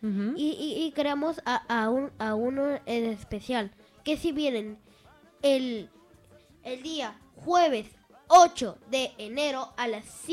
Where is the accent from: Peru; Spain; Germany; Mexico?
Peru; vengo de Perú y estoy en La Gusantina.